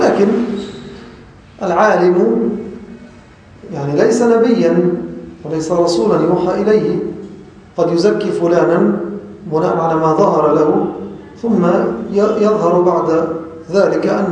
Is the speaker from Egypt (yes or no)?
yes; Egypt; وأغلب العامة خاصة في بلدنا مصر يتلفظون بهذا اللفظ على خلاف المعنى المقصود.